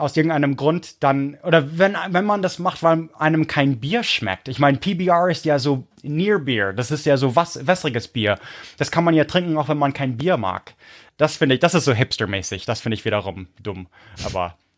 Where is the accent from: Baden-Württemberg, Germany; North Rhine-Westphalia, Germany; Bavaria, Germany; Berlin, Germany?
Bavaria, Germany; Munich; also born or lived in Prague, Czech Republic; Ihr seid als Münchner Snob aufgewachsen, dann nochmal 10 Jahre Prag.